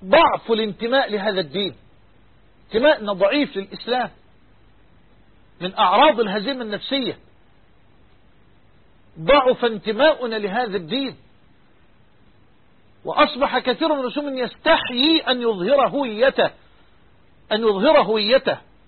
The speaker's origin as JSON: {"language": "Arabic", "country": "Egypt", "said": "بلغتنا كمصريين لا فائدة"}